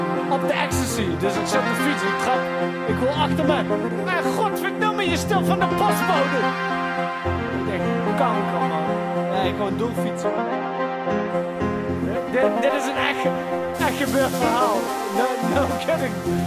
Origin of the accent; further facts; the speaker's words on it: Amsterdam, North Holland, Netherlands; Ik ben echt Amsterdammer, joh.